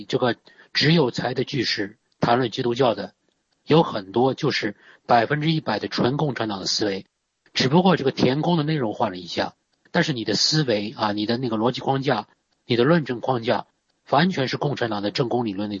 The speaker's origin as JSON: {"language": "Chinese", "country": "China", "said": "我们中国人的特点啊，"}